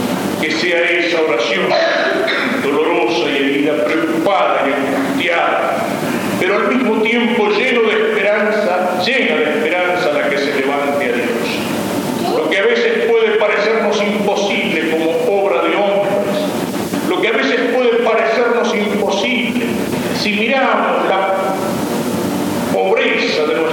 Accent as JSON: {"language": "Spanish", "country": "Argentina", "said": "de hacernos olvidar de que somos argentinos"}